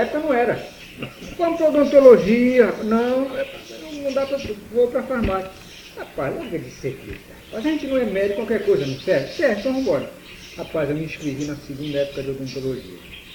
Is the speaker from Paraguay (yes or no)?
no; Santarém, Pará, Brazil; Eu nunca aceitei morar em Belém. Fui convidado para morar lá, mas até hoje eu vou a passeio, minha terra aí. Espero que, não foi meu berço, mas espero que seja meu túmulo, a terra querida que é Santarém.